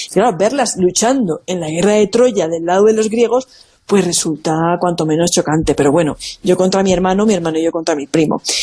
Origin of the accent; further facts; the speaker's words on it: Monforte del Cid, Valencian Community, Spain; Luisa Pastor es de mi pueblo, de Monforte de Cid